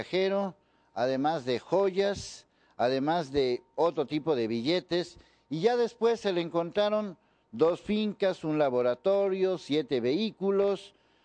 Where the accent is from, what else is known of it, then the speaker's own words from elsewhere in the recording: Mexico; y como buenos chinos mexicanos que somos